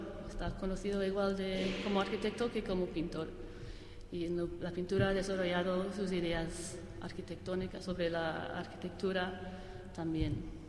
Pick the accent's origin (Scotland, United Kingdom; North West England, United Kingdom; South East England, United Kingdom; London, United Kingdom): Scotland, United Kingdom; Glasgow; Spanish is a second language; Primero, soy de Glasgow